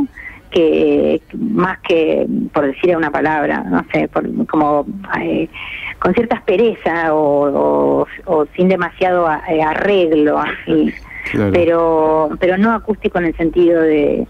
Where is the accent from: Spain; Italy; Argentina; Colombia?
Argentina; Bariloche, Río Negro; also born or lived in Mar del Plata / Buenos Aires; En Mar del Plata, pero viví de chica en Bariloche y tuve también mi momento de tomar un tren y venir a Buenos Aires.